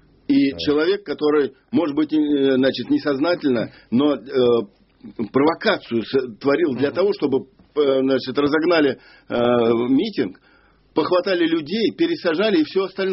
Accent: Saratov, Saratov Oblast, Russia; Там же, ну, я из Саратова сам.

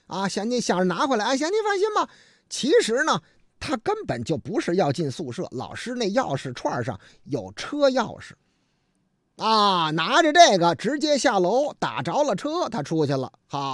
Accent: Shanghai, China; 俺们老家上海宁提出了一个建议啊

